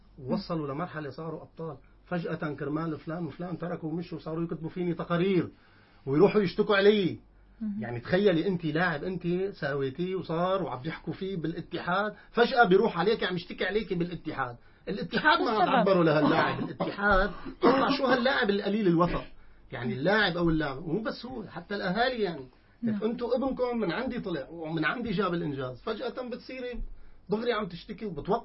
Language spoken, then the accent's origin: Arabic; Syria; مواضيع الرياضة بشكل عام عندنا بسوريا هي هي